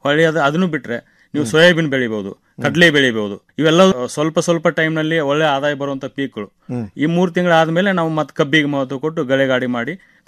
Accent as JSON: {"language": "Kannada", "town": "Neelagunda", "region": "Karnataka", "country": "India", "tie": "born or raised there", "said": "Bagalkot district, ಬಾದಾಮಿ ತಾಲೂಕು, ನೀಲಗುಂದ ನನ್ನ ಹುಟ್ಟೂರು."}